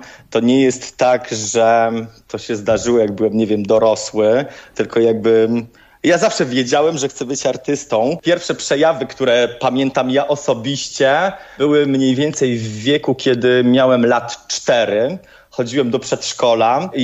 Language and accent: Polish; Poręba, Silesian Voivodeship, Poland; ja się wychowywałem na Zagłębiu w bardzo, bardzo małej miejscowości, która się nazywa Poręba, w zwykłej, przeciętnej rodzinie ojca robotnika i mamy pielęgniarki.